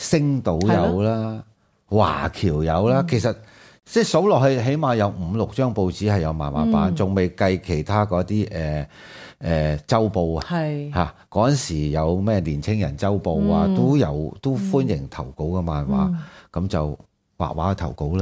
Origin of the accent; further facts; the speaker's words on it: Hong Kong; 咁我喺香港土生土長